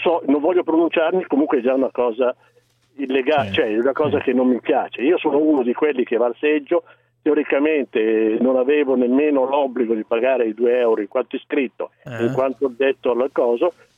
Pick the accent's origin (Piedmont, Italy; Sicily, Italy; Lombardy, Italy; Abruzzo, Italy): Lombardy, Italy; Milan; non dico una barbaria perché io sono milanese